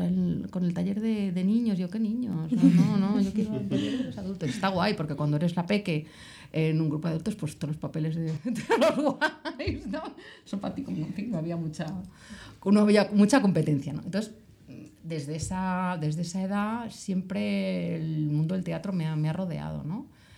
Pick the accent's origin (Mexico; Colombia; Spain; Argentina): Spain; Palma de Mallorca, Balearic Islands; yo empecé en el mundo teatral con 12 añitos en Palma de Mallorca. Yo soy de Palma de Mallorca y empecé a formarme ahí en la escuela de teatro que llevaba Xes Forteza